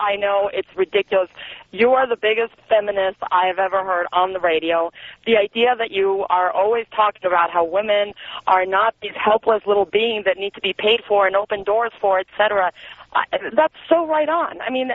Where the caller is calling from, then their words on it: Argentina; I'm from Argentina, and it's all good.